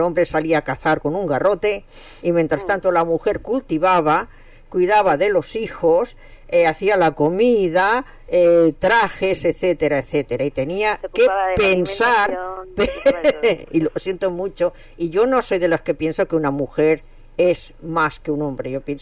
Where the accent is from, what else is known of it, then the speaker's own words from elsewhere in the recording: Barcelona, Catalonia, Spain; moved away; No, yo no nací aquí, yo soy catalana.